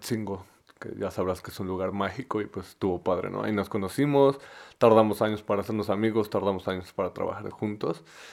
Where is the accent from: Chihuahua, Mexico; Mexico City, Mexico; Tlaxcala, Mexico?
Tlaxcala, Mexico; de entrada yo no soy de aquí, soy de Tlaxcala, del estado de Tlaxcala